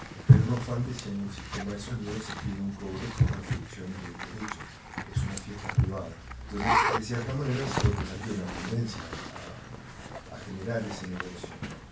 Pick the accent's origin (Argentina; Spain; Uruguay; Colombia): Uruguay; soy de Uruguay también.